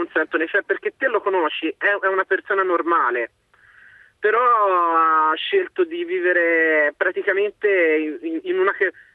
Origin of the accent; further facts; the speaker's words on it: Genoa, Liguria, Italy; now in Livorno, Italy; No, io no, sono originario di Genova